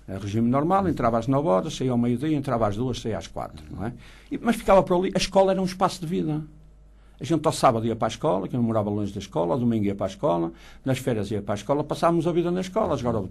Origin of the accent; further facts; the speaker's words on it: Braga, Portugal; born there; a minha escola do meu lugar, não é? Do lugar onde eu nasci, que é o lugar do Monte da Freguesia do Barbudo